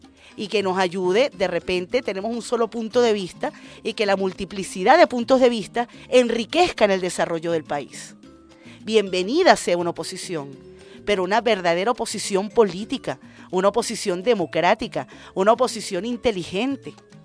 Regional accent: Venezuela; Como venezolana y como venezolana chavista.

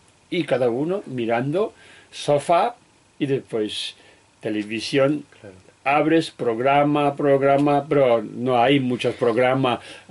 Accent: Tibet, China; Spanish is a second language; soy un humano en este mundo que nació en Tíbet, soy tibetano, no soy chino, ¿sabes? Porque mis padres, mis abuelos son tibetanos, tibetano, y después nací en Tíbet

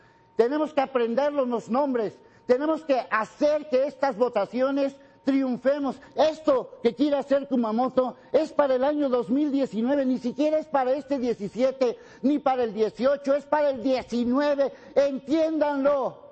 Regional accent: Mexico; Como ciudadano, como mexicano

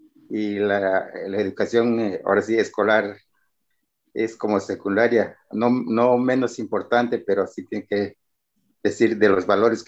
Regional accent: Guerrero, Mexico; Yo soy del estado de Guerrero.

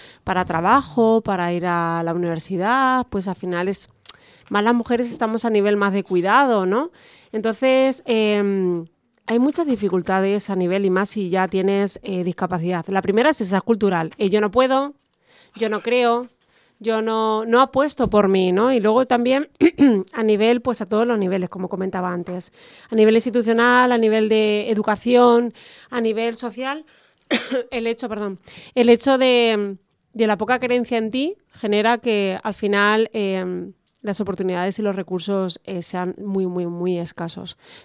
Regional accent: Castilla-La Mancha, Spain; en La Mancha, que yo soy manchega

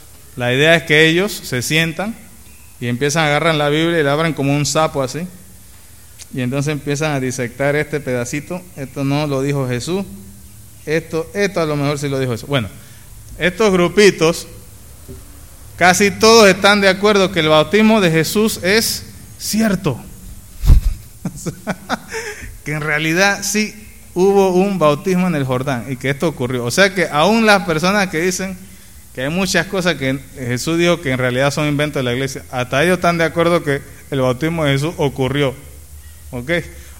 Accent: Panama; now in Venezuela; Yo me acuerdo en Panamá, creciendo en Panamá, que teníamos laboratorio

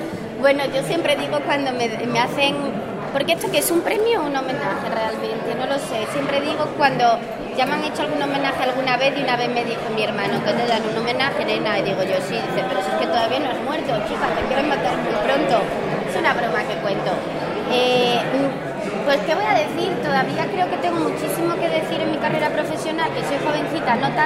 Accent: Córdoba, Andalusia, Spain; me alegra mucho recibirlo en mi tierra, en Andalucía. Yo soy cordobesa, yo hago mucha gala del hecho de ser cordobesa y de ser andaluza.

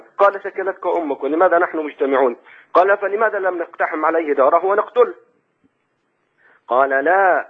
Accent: Egypt; now in Saudi Arabia; أنا أخوكم مصري مقيم في السعودية.

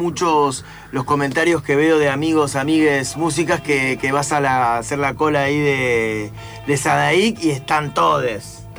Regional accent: Concepción del Uruguay, Entre Ríos, Argentina; Yo soy de Concepción del Uruguay, por eso soy de la otra costa de Entre Ríos, pero tengo parientes en Paraná.

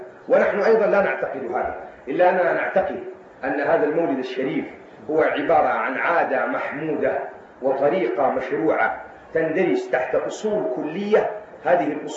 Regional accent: Hejaz, Saudi Arabia; بل إن السنة كلها عندنا في الحجاز بفضل الله مولد

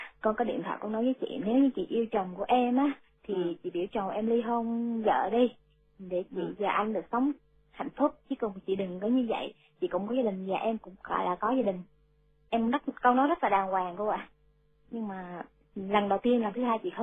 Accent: Quang Nam, Vietnam; Dạ con ở Quảng Nam ạ.

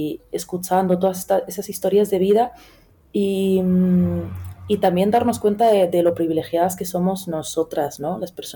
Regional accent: Melilla, Spain; estoy viviendo aquí una ciudad, mi ciudad natal, pequeña

